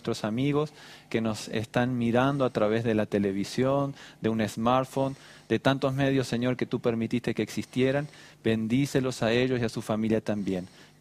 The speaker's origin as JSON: {"language": "Spanish", "region": "Montevideo", "country": "Uruguay", "said": "Soy de Uruguay, Montevideo."}